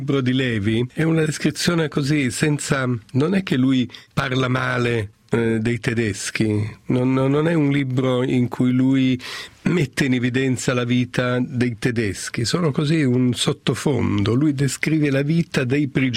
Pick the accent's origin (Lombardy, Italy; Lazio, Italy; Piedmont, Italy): Piedmont, Italy; Turin; Io sono torinese, vedo che artisti, scrittori della mia città